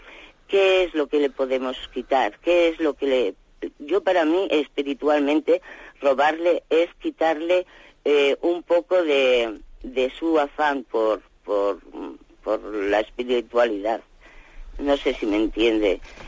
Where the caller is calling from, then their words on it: Lleida, Catalonia, Spain; de Lérida.